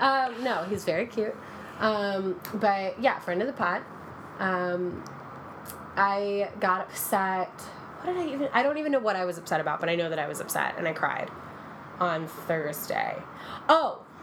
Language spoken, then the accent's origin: English; Texas, United States; I am from Texas. Yeah.